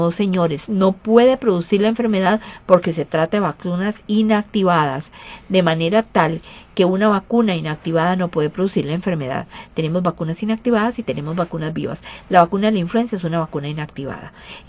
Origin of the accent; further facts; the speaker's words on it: Costa Rica; como buen tico que esperamos hasta el 30 de junio